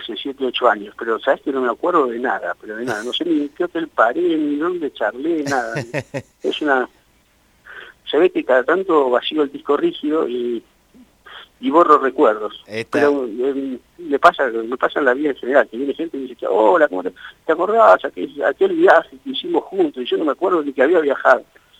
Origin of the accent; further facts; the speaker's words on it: Buenos Aires, Argentina; Vivo hace 47 años en Buenos Aires, es decir, nunca salí de Buenos Aires